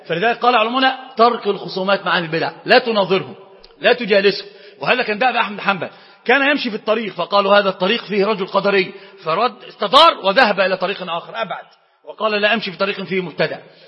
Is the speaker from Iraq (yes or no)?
yes; Iraq; طبعا دي مش مثل المفتاح عندنا في العراق من الإمام